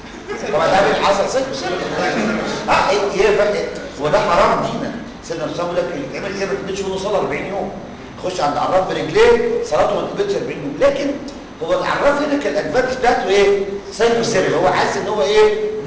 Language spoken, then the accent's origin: Arabic; Egypt; تعرفين لما نيجي احنا مصريين